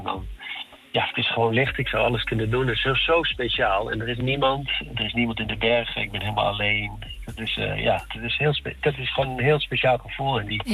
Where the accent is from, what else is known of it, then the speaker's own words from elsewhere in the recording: Netherlands; Dus wij als Nederlanders zijn dat wel snel...